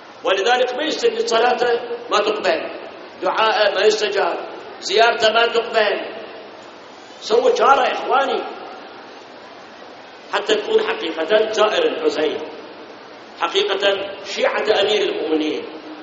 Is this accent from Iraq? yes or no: yes; Iraq